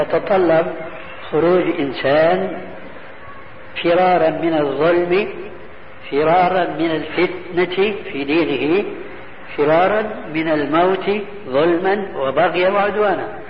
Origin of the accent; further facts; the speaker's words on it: Syria; هو يعيش في بعض البلاد عندنا في سوريا